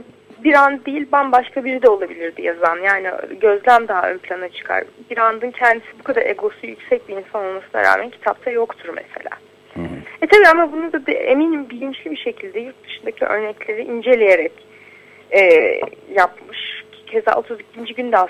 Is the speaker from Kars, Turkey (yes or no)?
no; İzmir, Turkey; yani İzmir'de büyüdüm ben çünkü.